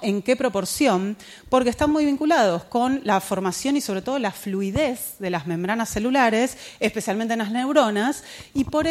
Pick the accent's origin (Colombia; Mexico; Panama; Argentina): Argentina; Pero bueno, yo soy argentina y le digo así, ¿está bien?